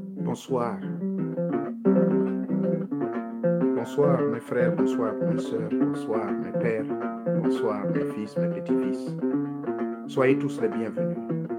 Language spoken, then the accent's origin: French; Gabon; les génies, on les appelle chez nous en Gabon et même en Afrique